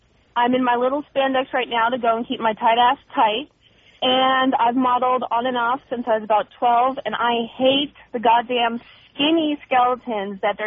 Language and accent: English; Pacific Northwest, United States; moved away; Well, I'm from the Pacific Northwest. I'm trying to adjust to the materialism that's out here.